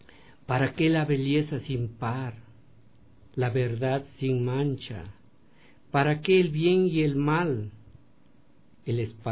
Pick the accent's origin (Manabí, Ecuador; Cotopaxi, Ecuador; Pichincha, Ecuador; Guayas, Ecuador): Pichincha, Ecuador; Quinchucajas; moved away as an adult; also born or lived in Quito; Yo nací en Quinchucajas, entre Uyacachi y Cayambe, que está cerca de Otavalo, de Imbabura, y salí a la escuela a Cayambe y también al Quinche por razones de mi familia, y luego pasé a Quito